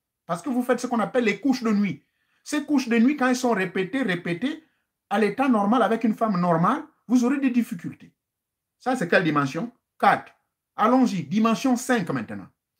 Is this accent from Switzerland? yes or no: no; Gabon; chez nous au Gabon